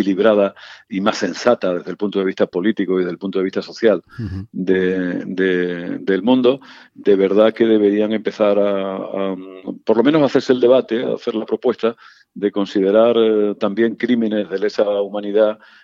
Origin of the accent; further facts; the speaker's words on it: Extremadura, Spain; muy cerca de la frontera de mi tierra, de Extremadura